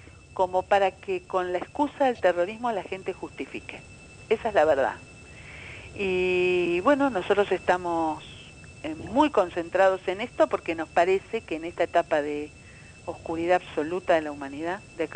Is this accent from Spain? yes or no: yes; Basque Country, Spain; nosotros venimos de Euskal Herria, del País Vasco